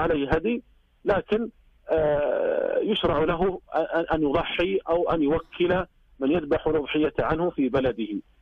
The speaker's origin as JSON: {"language": "Arabic", "country": "Saudi Arabia", "said": "لكن الناس عندنا في المملكة العربية السعودية وفي يعني دول الخليج العربي عموما لا يطيلون شعورهم"}